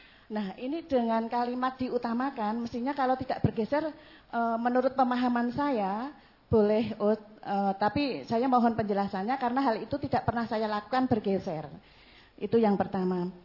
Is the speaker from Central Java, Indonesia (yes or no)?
yes; Gombong, Central Java, Indonesia; Saya asal dari Gombong, Ustaz.